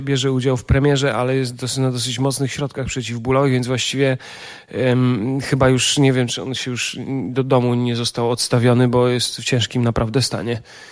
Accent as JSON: {"language": "Polish", "region": "eastern Poland", "country": "Poland", "said": "Ja jestem ze wschodniej Polski"}